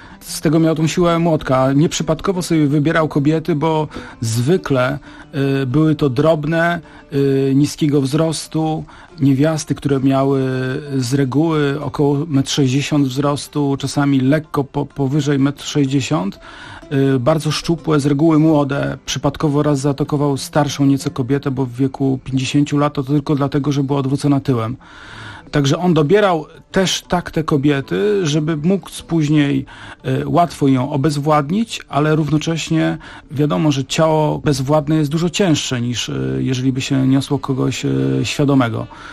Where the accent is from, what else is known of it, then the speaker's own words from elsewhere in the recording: Gdynia, Pomeranian Voivodeship, Poland; bo ja jestem z Trójmiasta. Wychowywałem się w Gdyni